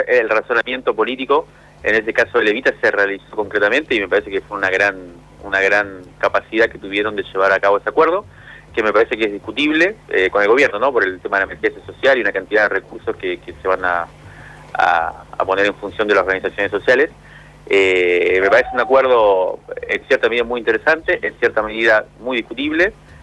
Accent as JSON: {"language": "Spanish", "country": "Cuba", "tie": "born or raised there", "said": "la mayoría de mis amigos con la que me crié en Cuba hoy viven en Miami"}